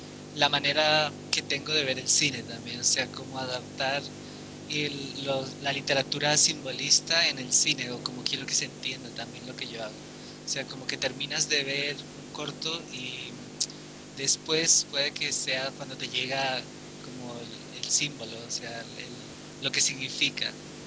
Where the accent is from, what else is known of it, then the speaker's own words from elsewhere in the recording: Spain; moved away as an adult; now in Santiago, Chile; hace como medio año ya me fui de España y por ahora vivir aquí en Santiago.